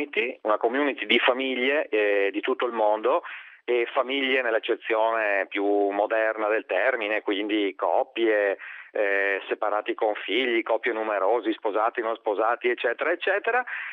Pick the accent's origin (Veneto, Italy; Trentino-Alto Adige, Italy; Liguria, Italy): Veneto, Italy; accent: Venetian; also born or lived in Vicenza; io sentirò dal mio accento che sono veneto, vivevo a Vicenza